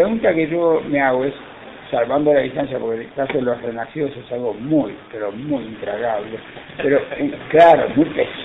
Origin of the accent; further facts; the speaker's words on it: Montevideo, Uruguay; Yo me crié en Uruguay, en Montevideo.